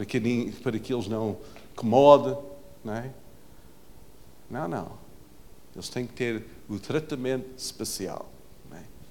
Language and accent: Portuguese; Portugal; Muitas expectativas sobre nós, só porque somos portugueses. Porque nós vivemos aqui.